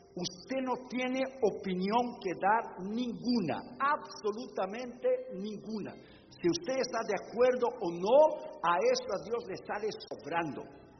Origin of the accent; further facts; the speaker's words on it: Brazil; Spanish is a second language; yo estoy de un tiempo, de la escuela dominical cuando era niño en Brasil.